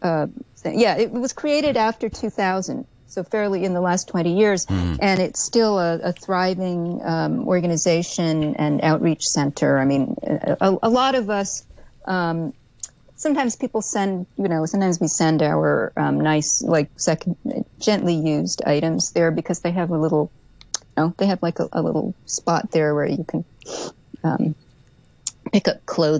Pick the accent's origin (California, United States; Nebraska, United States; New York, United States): New York, United States; As a New Yorker, it's hard for me to admit that.